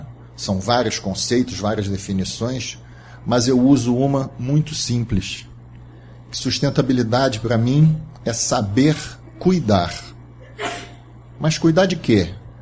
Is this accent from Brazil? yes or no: yes; Rio de Janeiro, Brazil; afinal eu sou lá do Rio.